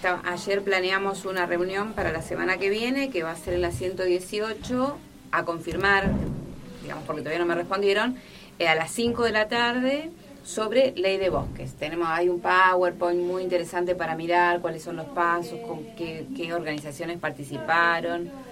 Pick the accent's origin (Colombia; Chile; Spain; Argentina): Argentina; Buenos Aires; born there; Yo nací en Buenos Aires, pero mi familia, mis abuelos, mis tatarabuelos son todos de Santiago del Estero, de la zona norte